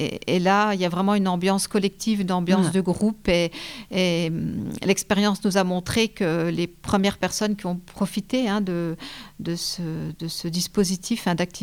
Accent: Épinal, Grand Est, France; Je parle pour Épinal parce que je suis d'Épinal.

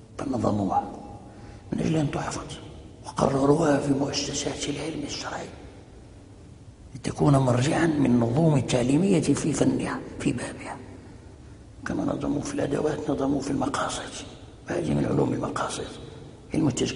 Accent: Fez, Fès-Meknès, Morocco; ومنها عندنا في فاس وكان مقررا في

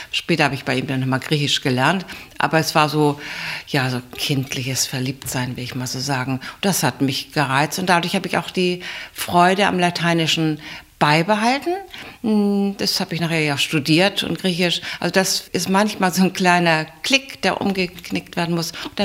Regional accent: Bad Segeberg, Schleswig-Holstein, Germany; Bin immer ganz stolz gewesen, als Kind Kriegskind zu sein. Denn ich bin in Bad Segeberg geboren, in Holstein, und da gab es so gut wie kaum etwas vom Krieg.

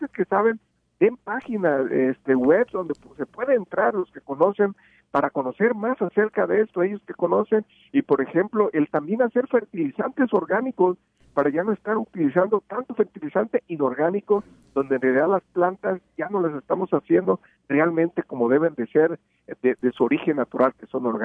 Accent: Mexico; En mi pueblo, en mi país, que es México, yo veo mucha gente

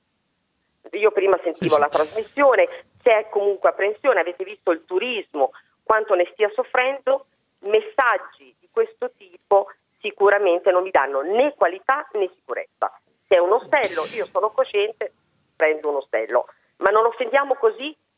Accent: Rimini, Emilia-Romagna, Italy; Adesso io sono di Rimini, ma va bene anche Bellaria

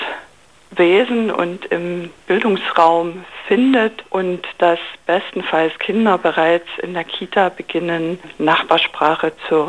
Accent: Zittau, Saxony, Germany; Also ich bin selber aus Zittau und wir gehen ganz viel nach Liberec

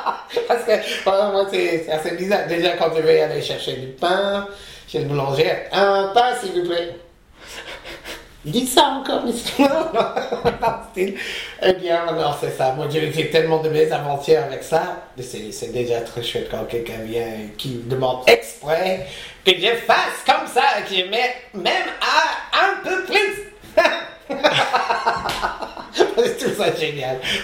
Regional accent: United States; moved away as an adult; now in France; je suis venu des États-Unis au début des années 80 pour étudier avec le Mime Marceau.

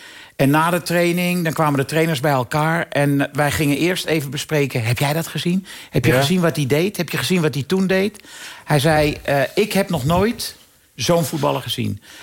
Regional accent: Amsterdam, North Holland, Netherlands; Omdat hij woont misschien een kilometer van het huis af waar ik ben opgegroeid.

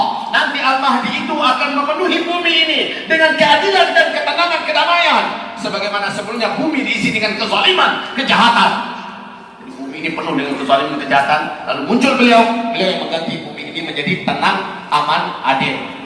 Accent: West Sumatra, Indonesia; accent: Minang; Nah masalahnya saya Minang kalau ngomong ciri khas Minangnya ke bawah. Nah sudah lancar lah di bahasa Indonesia saya.

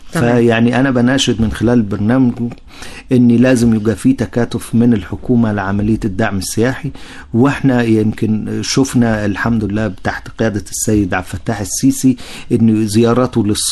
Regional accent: Luxor, Luxor Governorate, Egypt; ويمكن هذه ظهرت عندنا في الأقصر بتدفق مجموعات بأعداد كبيرة من الصين ومن ألمانيا

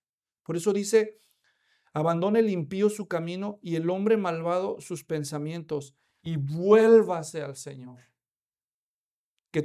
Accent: Mexico; Imagínate que vas a un cementerio allá en México, yo soy mexicano

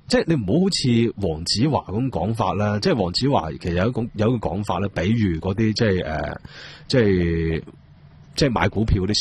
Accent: Hong Kong; 佢理解我哋香港人，甚至乎我哋每个人嘅阴暗面呢

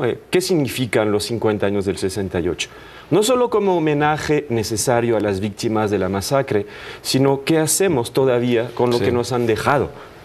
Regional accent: France; Spanish is a second language; now in Mexico; Yo soy el menos francés de los franceses, y mira, llevo muchos años aquí.

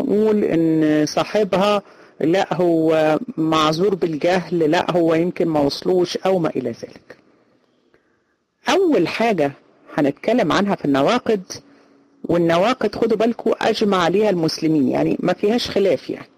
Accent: Egypt; احنا عندنا في مصر الامية 60%، 60% في مصر لا يقرأوا ولا يكتبوا

